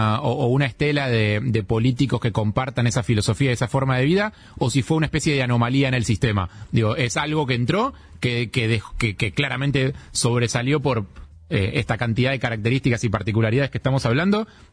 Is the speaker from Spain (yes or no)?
no; Uruguay; Soy lo más uruguayo de sangre del programa.